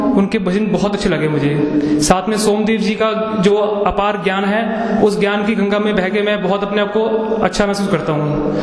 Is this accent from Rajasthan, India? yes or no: no; Delhi, India; और मैं दिल्ली से आया हूँ।